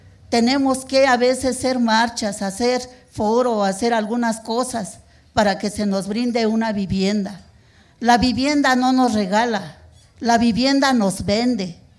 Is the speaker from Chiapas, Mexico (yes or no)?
no; State of Mexico, Mexico; now in Mexico City, Mexico; Soy del Estado de México, pero tengo muchos años de vivir en la Ciudad de México. Soy residente en la Ciudad de México.